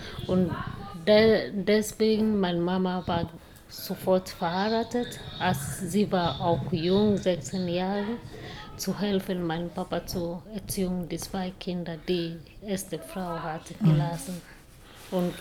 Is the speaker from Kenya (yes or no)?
yes; Kirinyaga, Kirinyaga County, Kenya; born there; German is a second language; now in Malindi, Kenya; Meine Stadt heißt, wo ich wohne jetzt. Mhm. It's Malindi, aber ich bin geboren in Kirinyaga. Kirinyaga ist ein kleines Dorf nahe Mount Kenya, mhm. Berge Kenya.